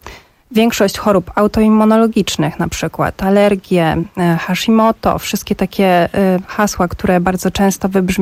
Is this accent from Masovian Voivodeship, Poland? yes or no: yes; Warsaw, Masovian Voivodeship, Poland; ja się wychowałam w Warszawie, całą rodzinę praktycznie mam w Warszawie.